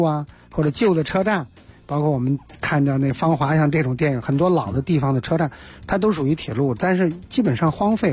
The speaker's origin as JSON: {"language": "Chinese", "region": "Hebei", "country": "China", "tie": "born or raised there", "said": "现在我们像我们老家河北省基本上就是二分地"}